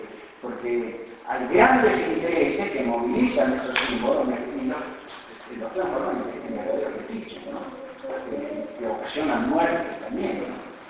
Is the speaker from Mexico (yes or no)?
no; Argentina; Yo quiero afirmarme como sujeto argentino